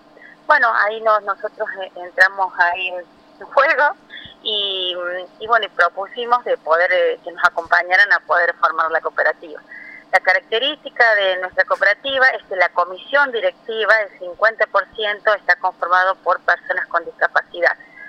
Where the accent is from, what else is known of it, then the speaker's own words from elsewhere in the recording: La Falda, Córdoba, Argentina; No, nosotros somos de La Falda y estamos atrás del hospital de La Falda.